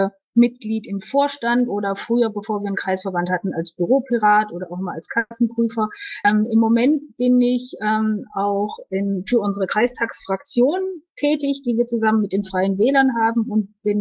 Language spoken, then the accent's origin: German; Kerpen, North Rhine-Westphalia, Germany; Ich komme aus Kerpen in dem wunderschönen Landesverband Nordrhein-Westfalen